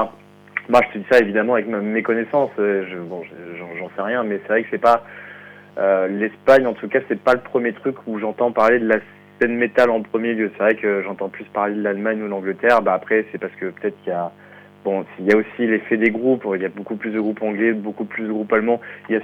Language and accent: French; Bordeaux, Nouvelle-Aquitaine, France; nous, on est de Bordeaux, c'est à côté